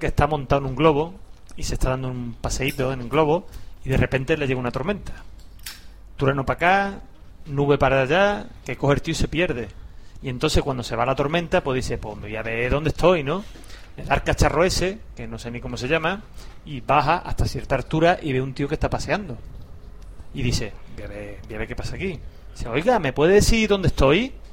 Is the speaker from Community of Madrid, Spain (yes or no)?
yes; Madrid, Community of Madrid, Spain; Es decir, que soy de Madrid.